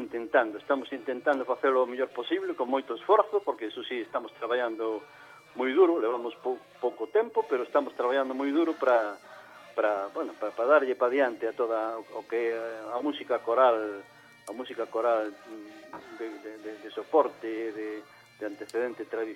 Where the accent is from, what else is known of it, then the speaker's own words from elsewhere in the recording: Galicia, Spain; como somos as galegas e os galegos, non?